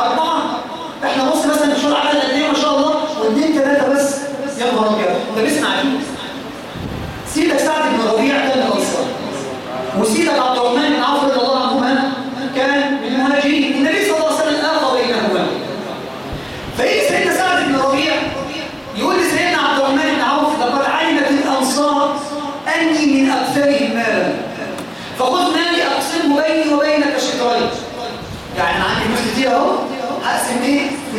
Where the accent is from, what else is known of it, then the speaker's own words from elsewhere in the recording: Egypt; ما بقتش موجودة بالذات فينا كمصريين